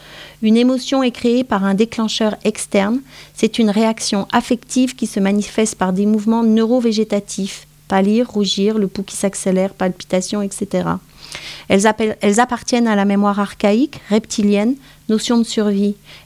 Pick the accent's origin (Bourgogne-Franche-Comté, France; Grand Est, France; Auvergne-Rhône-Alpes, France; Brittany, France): Grand Est, France; moi je suis originaire des Vosges